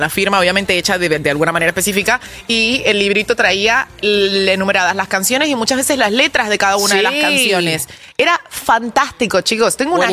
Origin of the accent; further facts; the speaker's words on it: Argentina; Todos somos latinoamericanos en esta casa, todos somos argentinos en esta casa